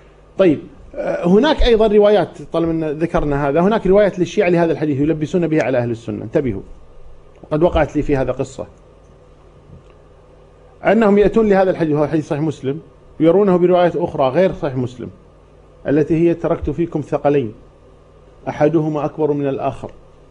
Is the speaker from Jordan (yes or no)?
no; Kuwait; عضو مجلس أمة عندنا في الكويت